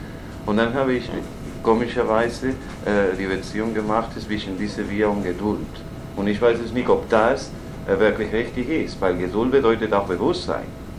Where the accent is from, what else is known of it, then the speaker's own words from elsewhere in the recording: Spain; German is a second language; ich sagte, ich bin Spanier, und plötzlich den ganzen Kleinen bekannte, dass ich Spanier war.